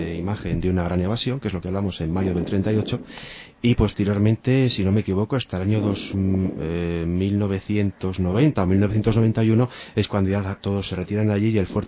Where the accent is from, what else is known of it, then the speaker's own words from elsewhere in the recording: Cantabria, Spain; Yo soy de Cantabria, pero bueno, proviene de allí.